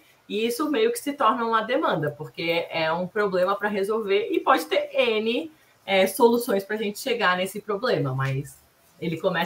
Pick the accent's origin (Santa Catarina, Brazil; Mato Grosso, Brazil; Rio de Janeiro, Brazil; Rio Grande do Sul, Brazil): Santa Catarina, Brazil; now in São Paulo, Brazil; Eu sou catarinense, moro em São Paulo fazem 4 anos, mas... Sou do sul do Brasil, hoje é bem frio, uma cidade que tem 19 mil habitantes, nem o Uber chegou lá ainda, então é super pequenininha.